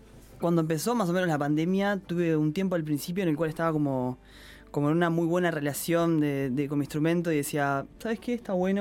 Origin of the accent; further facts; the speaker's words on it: Montevideo, Uruguay; pasa que yo soy de Lezica y soy medio como muy canario con los barrios.